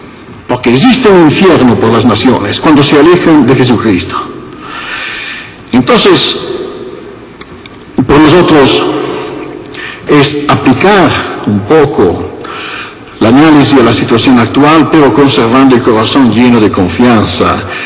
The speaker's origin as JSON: {"language": "Spanish", "country": "Italy", "second_language": "Spanish", "said": "Por esto en Italia, soy italiano, se quitan los crucifijos"}